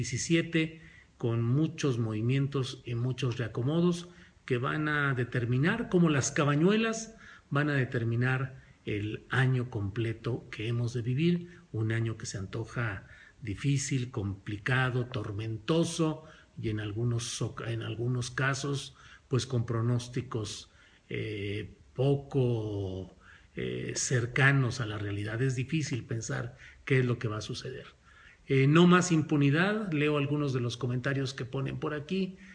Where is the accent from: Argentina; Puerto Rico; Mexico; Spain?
Spain; Soy española.